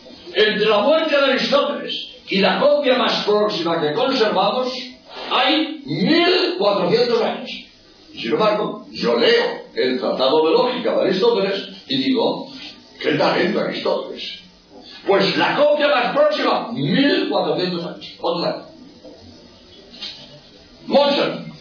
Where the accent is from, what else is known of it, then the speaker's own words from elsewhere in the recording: Barcelona, Catalonia, Spain; también yo soy de Barcelona.